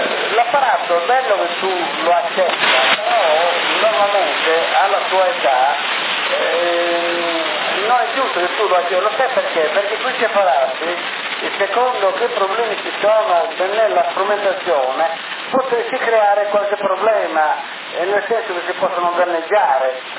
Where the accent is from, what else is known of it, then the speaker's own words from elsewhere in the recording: Sassari, Sardinia, Italy; E vengo da Sassari.